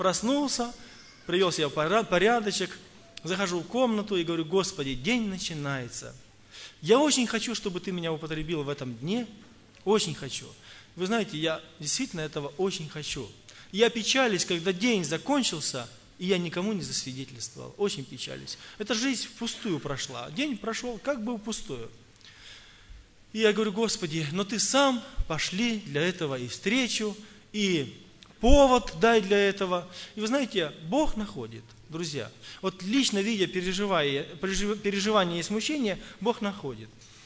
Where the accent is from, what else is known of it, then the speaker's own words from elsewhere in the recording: Tula Oblast, Russia; я из Тульской области, благовестник.